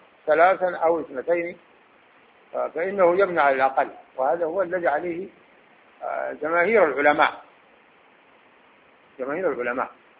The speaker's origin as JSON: {"language": "Arabic", "region": "Khartoum", "country": "Sudan", "said": "عندنا في الخرطوم"}